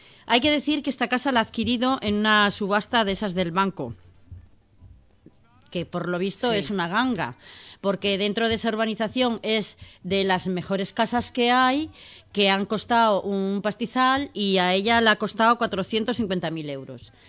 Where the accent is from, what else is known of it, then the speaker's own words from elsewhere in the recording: Cantabria, Spain; pues aquí pasa lo mismo, que yo soy de Cantabria.